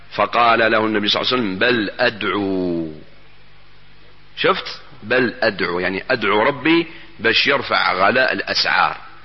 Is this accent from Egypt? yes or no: no; Algeria; أنا إلى الآن في بلادنا الجزائر الحبيبة، نسأل الله أن يحفظها من كل سوء